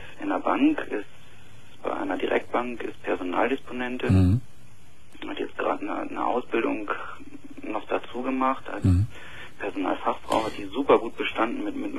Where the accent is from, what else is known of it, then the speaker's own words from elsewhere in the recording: Lower Saxony, Germany; Niedersächsin.